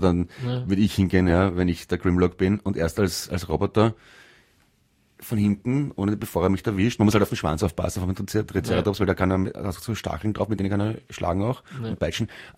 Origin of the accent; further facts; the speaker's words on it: England, United Kingdom; German is a second language; now in Los Angeles, United States; eigentlich Engländer, aber ich bin schon lange in Kalifornien wegen dem Wetter.